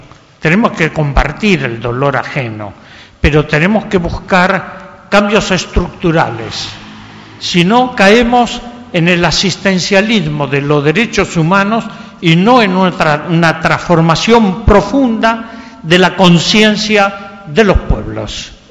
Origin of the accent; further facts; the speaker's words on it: Argentina; tenemos que comenzar a repensar en Argentina, en mi tierra